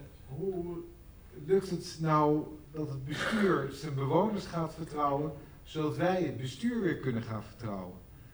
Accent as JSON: {"language": "Dutch", "town": "Amsterdam", "region": "North Holland", "country": "Netherlands", "said": "niet zozeer vertrouwen van ons als Amsterdammers in de gemeente"}